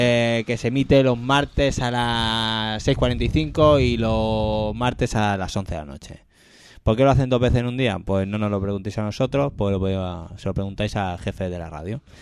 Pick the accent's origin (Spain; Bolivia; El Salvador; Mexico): Spain; Catalonia; Tío, pues somos catalanes.